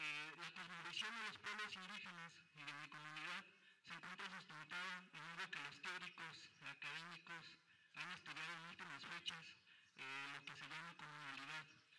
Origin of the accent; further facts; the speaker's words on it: San Pedro Tlapulco, State of Mexico, Mexico; Mi comunidad se encuentra a 39 kilómetros de la Ciudad de México y 41 kilómetros de la Ciudad de Toluca.